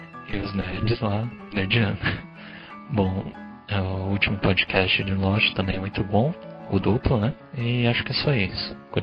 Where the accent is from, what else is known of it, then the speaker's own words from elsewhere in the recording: São Paulo, Brazil; tenho 21 anos, sou de São Paulo